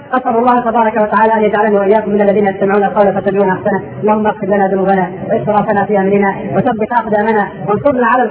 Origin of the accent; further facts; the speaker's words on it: Upper Egypt, Egypt; في بعض المناطق في الصعيد عندنا في مصر